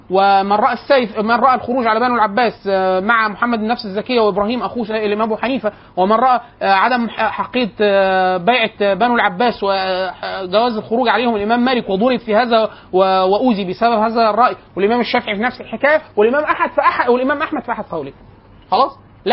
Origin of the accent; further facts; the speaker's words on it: Egypt; كانت عندنا في مصر